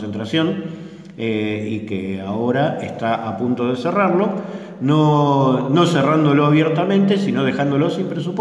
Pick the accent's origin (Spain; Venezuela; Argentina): Argentina; vengo de Argentina, donde la derecha todavía sigue siendo negacionista